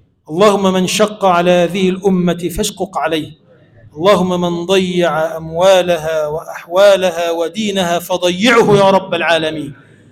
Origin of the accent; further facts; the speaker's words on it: Egypt; اللهم اجعل بلدنا مصر بلدا آمنا مطمئنا سخاء رخاء، وسائر بلاد المسلمين.